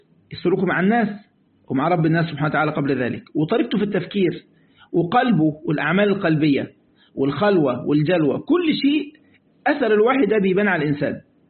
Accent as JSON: {"language": "Arabic", "country": "Egypt", "said": "وإحنا جماعة عندنا في مصر المركب اللي لا ريسين تغرق"}